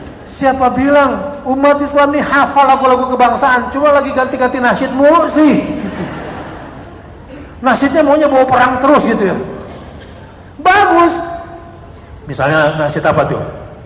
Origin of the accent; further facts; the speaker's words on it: West Java, Indonesia; walaupun kita orang Jawa Barat, Aceh adalah tanah kita juga